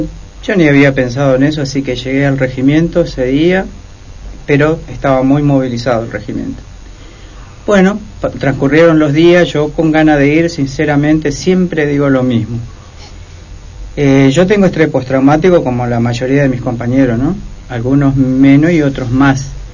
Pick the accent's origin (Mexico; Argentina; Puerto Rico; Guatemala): Argentina; General José de San Martín, Chaco; General José de San Martín, Chaco.